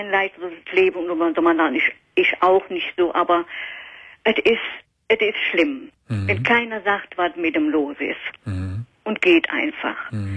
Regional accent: Cologne, North Rhine-Westphalia, Germany; now in East Frisia, Germany; Ich bin echt Kölschmädchen, in der Uniklinik geboren.

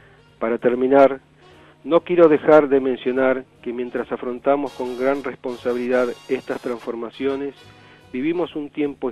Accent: Argentina; Me despido con el deseo de que seamos capaces como argentinos de sancionar en democracia una nueva ley de servicios de comunicación audiovisual

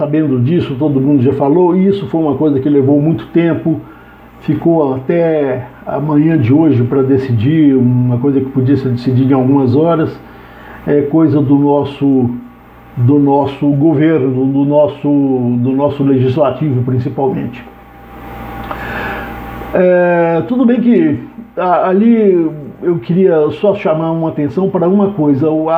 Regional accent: Minas Gerais, Brazil; Sou mineiro daquela escola que diz mineração e eleição só depois da apuração.

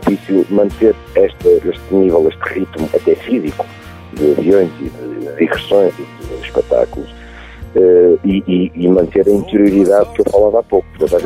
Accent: Moimenta da Beira, Viseu, Portugal; also born or lived in Porto; ou não fosse eu português, e tenho muita afinidade com a minha infância e com a minha adolescência, que foi tratada um pouco por todo o mundo, mas cresci em Moimenta da Beira, cresci no Porto

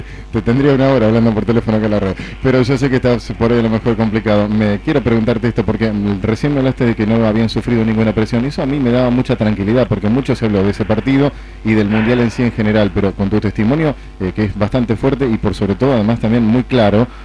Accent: Saladillo, Buenos Aires Province, Argentina; de Saladillo, el Vasco Larticochea nació en mi ciudad

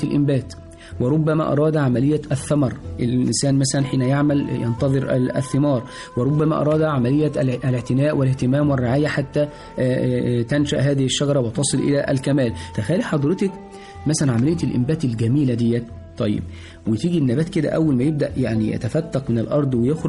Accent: Egypt; أول نبي عندنا في مصر كان

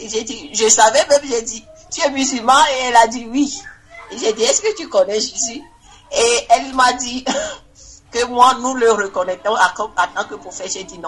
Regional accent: Togo; Et il m'a dit, oh, tu viens d'où? J'ai dit, je viens du Togo.

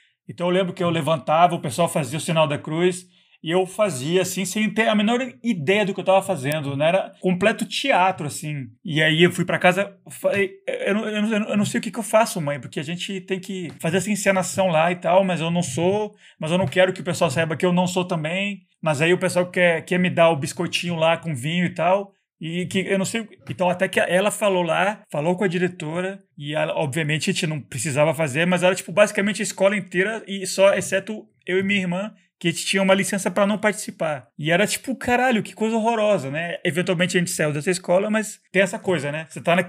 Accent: Colombia; quando eu era jovem, a gente na Colômbia, a gente estava numa escola onde tinha... que era católica.

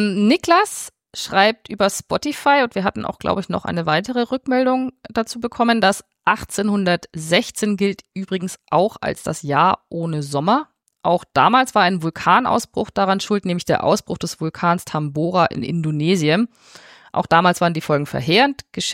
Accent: Quito, Pichincha, Ecuador; Ich wollte euch kurz von einem Erlebnis aus meiner Heimat Quito.

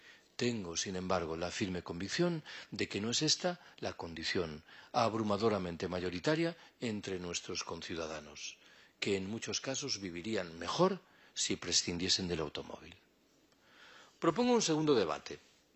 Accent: Galicia, Spain; yo soy gallego. En Galicia hay un proyecto muy avanzado de construcción.

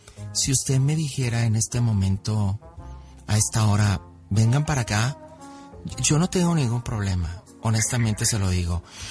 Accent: Tequila, Jalisco, Mexico; tengo 27 años y yo soy de Jalisco, de Tequila.

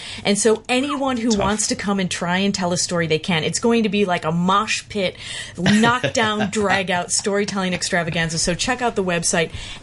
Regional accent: Chicago, Illinois, United States; I first encountered David Sedaris' work growing up in Chicago.

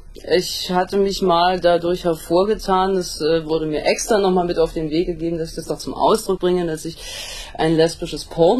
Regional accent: Berlin, Germany; Ich bin in Berlin aufgewachsen, da ist es nicht ganz so schlimm.

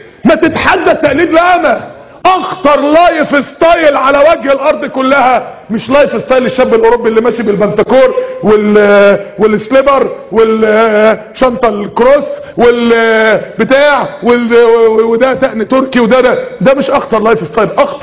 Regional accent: Egypt; الاختام احنا عندنا في مصر هنا الاختام في ورقة كده بتستلمها وانت نازل من بطن الام ساعة الولادة

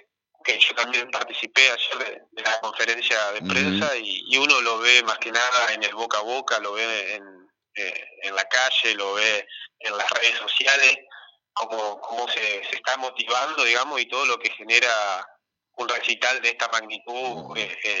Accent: Concordia, Entre Ríos, Argentina; poner orgullosos como ciudadanos que somos de Concordia

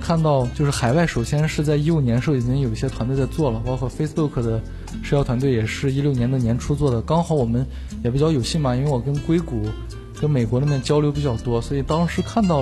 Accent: Xi'an, Shaanxi, China; 那时候我初一， 那时候在我的老家是一个省会城市，在西安

